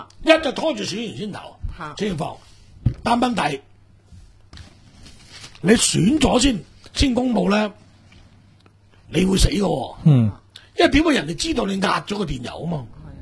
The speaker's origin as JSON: {"language": "Cantonese", "country": "Hong Kong", "said": "但系呢句话同我哋香港人嘅刁喇妈系差唔多嘅"}